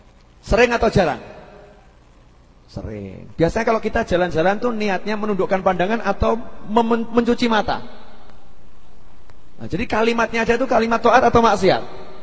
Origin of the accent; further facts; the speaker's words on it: Solo, Central Java, Indonesia; Oh saya itu orang Solo kan. Kalau ngomong Inggris suka salah-salah.